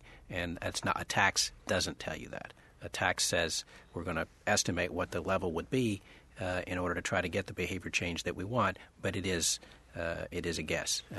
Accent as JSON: {"language": "English", "region": "Louisiana", "country": "United States", "tie": "born or raised there", "said": "I grew up in South Louisiana. We're seeing that happen all the time."}